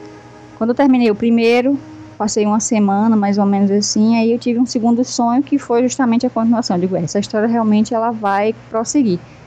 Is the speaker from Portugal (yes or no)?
no; Santa Inês, Maranhão, Brazil; moved away; also born or lived in São Luís; Eu nasci em São Luís do Maranhão, mas nessa época, eu estava com 5 anos, eu morava no interior dessa cidade, que era Santa Inês